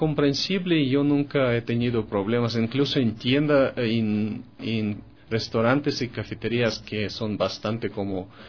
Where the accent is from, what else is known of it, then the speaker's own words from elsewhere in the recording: Russia; Spanish is a second language; now in Ecuador; Porque en Europa, en Estados Unidos, en mi país, Rusia, los precios de esos productos son bastante elevados